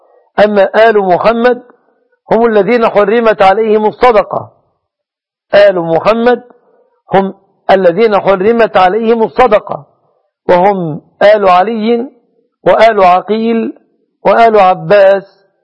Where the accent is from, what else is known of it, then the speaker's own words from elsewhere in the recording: Egypt; أن يجعل بلادنا مصر وسائر بلاد